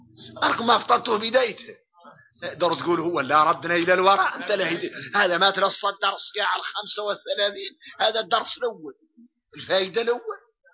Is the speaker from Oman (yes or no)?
no; Mauritania; شوفوا احنا موريتاني الحمد لله